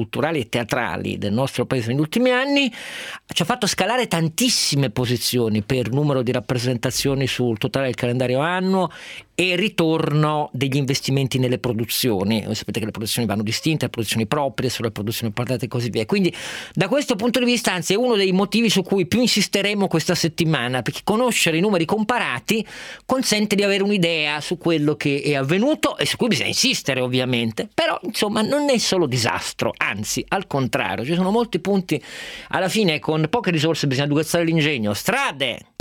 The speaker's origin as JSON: {"language": "Italian", "town": "Turin", "region": "Piedmont", "country": "Italy", "said": "Io sono torinese"}